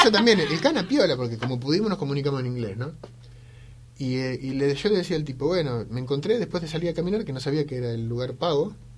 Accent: Argentina; allá digo porque yo soy de Argentina, ¿no?

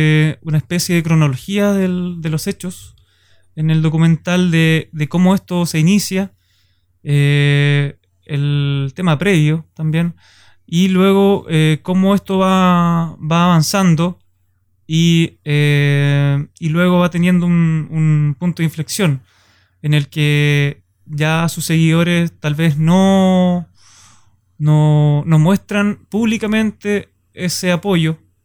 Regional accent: Valdivia, Los Ríos, Chile; Yo soy de Valdivia, estudio en Valdivia

